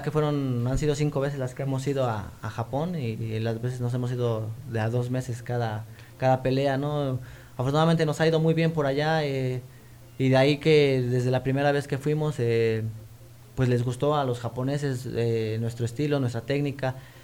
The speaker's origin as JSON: {"language": "Spanish", "country": "Mexico", "said": "Como buen mexicano, ¿no?"}